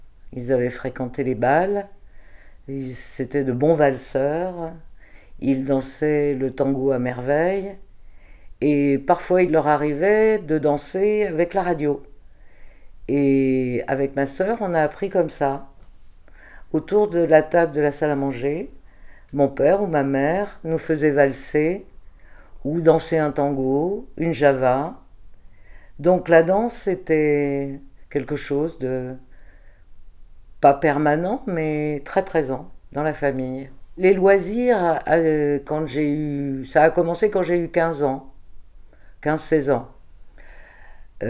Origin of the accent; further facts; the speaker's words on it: Saint-Étienne, Auvergne-Rhône-Alpes, France; born there; Je suis née en 1947 à Saint-Étienne, dans une famille d'origine ouvrière, avec une partie de la famille qui était d'origine espagnole.